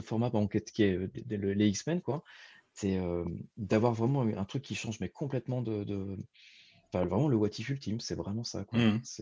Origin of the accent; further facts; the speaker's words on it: Brittany, France; donc moi je suis breton à la base